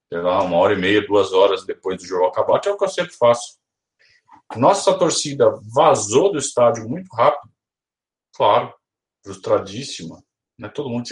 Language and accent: Portuguese; Sorocaba, São Paulo, Brazil; Sorocaba, quem sabe, né? Minha terra. Nasci, cresci em Sorocaba